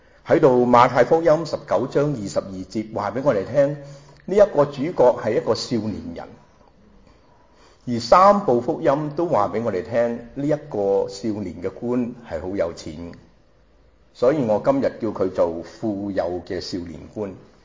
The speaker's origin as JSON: {"language": "Cantonese", "country": "Hong Kong", "said": "仲係我哋香港人話咩呀，蒙查查 MCC 好蒙查查㗎。"}